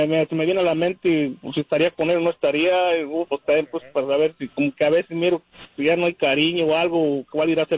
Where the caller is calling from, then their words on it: Fresno, California, United States; Doctor Fresno.